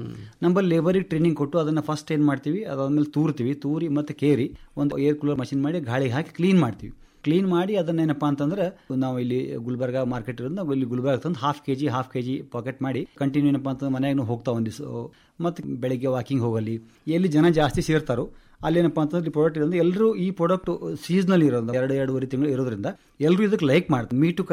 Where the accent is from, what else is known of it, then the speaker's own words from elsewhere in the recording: Tengli, Karnataka, India; ಮೂಲತಃ ಟೆಂಗ್ಳಿ ಗ್ರಾಮದವನು.